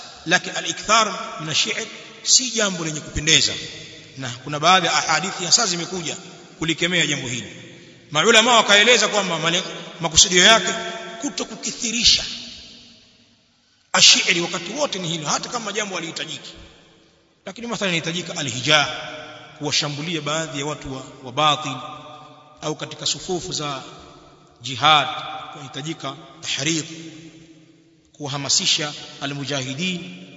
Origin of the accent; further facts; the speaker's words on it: Kilimanjaro, Tanzania; sisi watu wengine watu wa bara useme kule kwetu uchagani tutamke heri